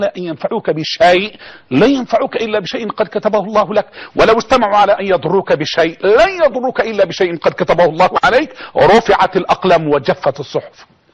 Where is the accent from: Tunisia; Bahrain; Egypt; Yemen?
Egypt; يعني احنا كمصريين نعاني قلاء، نعاني بلاء